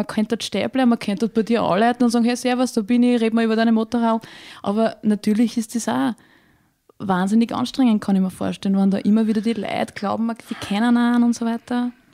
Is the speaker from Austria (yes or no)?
yes; Würmla, Lower Austria, Austria; Und ich komme ursprünglich aus Würmler.